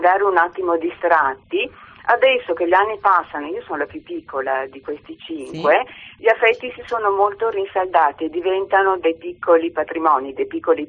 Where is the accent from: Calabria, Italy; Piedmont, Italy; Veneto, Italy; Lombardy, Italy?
Lombardy, Italy; Milan; io sono nata nel 48, una famiglia di 5 figli, allevata, figli nati e cresciuti a Milano